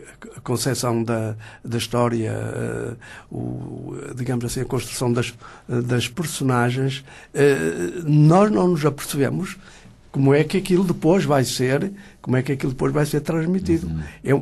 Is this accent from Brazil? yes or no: no; Avintes, Porto, Portugal; Sou natural de Vintes.